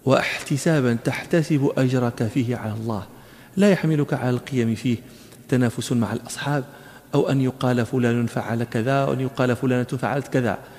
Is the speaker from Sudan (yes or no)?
no; Morocco; ونحن في التراويح عندنا في المغرب